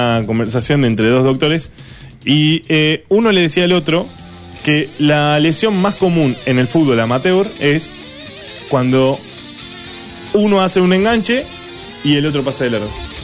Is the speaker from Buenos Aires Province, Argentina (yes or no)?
yes; Buenos Aires Province, Argentina; Dicen que los porteños somos. Sí. Ah, somos. Nosotros somos de Gran Buenos Aires.